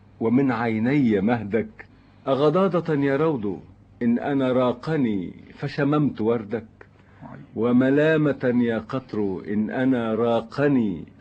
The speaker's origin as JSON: {"language": "Arabic", "country": "Lebanon", "said": "لانه فيلم هيكون زي دعائي لبلدي لبنان الحقيقه"}